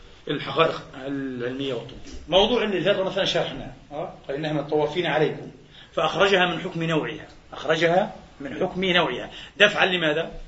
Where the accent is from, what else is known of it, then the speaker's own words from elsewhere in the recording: Palestine; في بلادنا فلسطين مثلا تضمين البساتين العنب هذه وبساتين الحمضيات